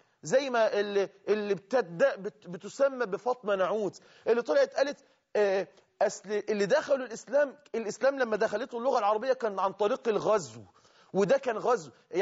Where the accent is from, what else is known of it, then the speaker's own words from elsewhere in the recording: Egypt; اللي احنا بنسميها عندنا كده في اللغة الدارجة عندنا في مصر